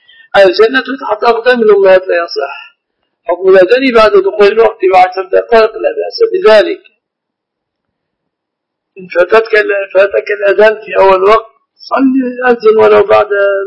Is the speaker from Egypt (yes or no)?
yes; Egypt; نعم، الذهب من النهر في بلادنا مصر.